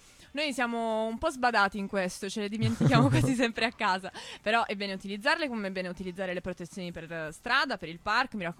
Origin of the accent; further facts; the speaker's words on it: Bari, Apulia, Italy; Oddio, io sono di Bari.